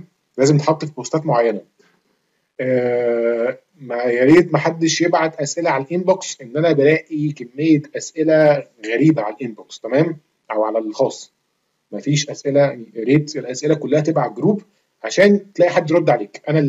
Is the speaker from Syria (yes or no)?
no; Egypt; now in Switzerland; يا جدعان انا في مصري، تمام؟ وبتربي في مصر وعايش، كنت عايش في مصر، انا حاليا دلوقتي بره مصر بقالي كتير، بس يعني مش مولود في سويسرا يعني